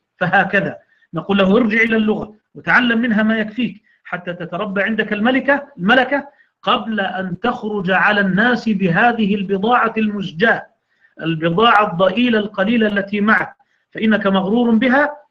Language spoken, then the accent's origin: Arabic; Egypt; عندنا في مصر يقولون مثل